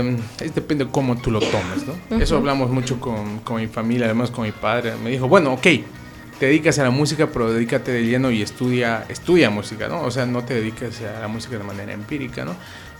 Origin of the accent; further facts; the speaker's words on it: Cochabamba, Bolivia; now in Santa Cruz, Bolivia; Sí, yo soy cochabambino de nacimiento, he vivido casi toda mi vida en Cochabamba. Llego acá a Santa Cruz por la situación esta de la carrera, ¿no?